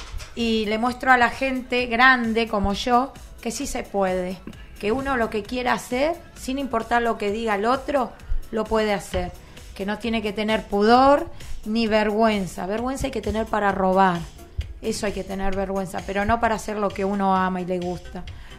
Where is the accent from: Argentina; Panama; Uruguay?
Argentina; Quilmes, Buenos Aires Province; born there; Yo nací casi en Quilmes